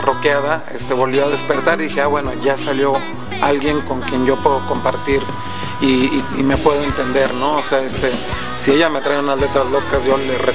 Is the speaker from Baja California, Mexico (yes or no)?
no; Tamaulipas, Mexico; now in Mexico City, Mexico; pues yo también soy norteño, yo soy de Tamaulipas, y llevo también ya unos años radicando acá en el DF